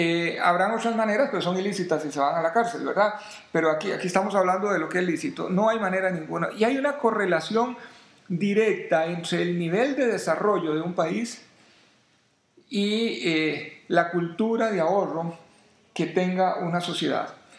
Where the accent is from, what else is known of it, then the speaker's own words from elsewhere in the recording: Costa Rica; Son otros los que se hacen dueños de las empresas acá, y no somos los ticos los que somos los dueños.